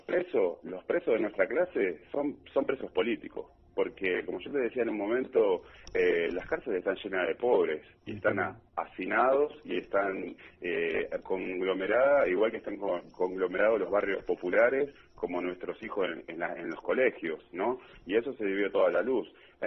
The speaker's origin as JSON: {"language": "Spanish", "country": "Argentina", "said": "lo mal que estamos viviendo como ciudadanos, como argentinos, como trabajadores"}